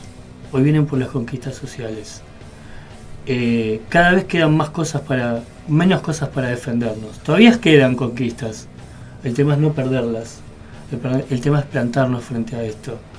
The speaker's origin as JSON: {"language": "Spanish", "region": "Buenos Aires", "country": "Argentina", "said": "como soy de Parque Patricios"}